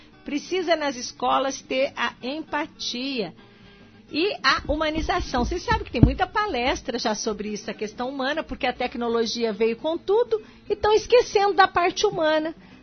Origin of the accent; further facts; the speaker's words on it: Miraí, Minas Gerais, Brazil; lá da minha terra de Minas, né? Lá de Miraí